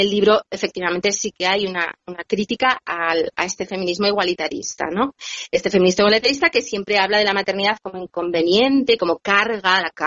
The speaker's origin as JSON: {"language": "Spanish", "town": "Bilbao", "region": "Basque Country", "country": "Spain", "moved": "yes", "said": "quería empezar diciendo que soy bilbaína, porque me hace ilusión, o sea, una emisora de mi ciudad, aunque yo, bueno, hace muchísimos años que me exilié de mi ciudad natal, pero bueno, soy de allá."}